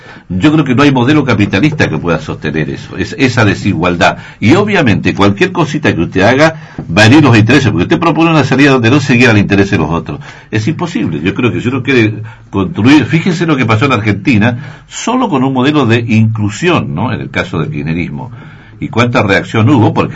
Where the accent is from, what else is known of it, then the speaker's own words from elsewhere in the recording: Chile; Yo soy chileno y lo conozco el tema.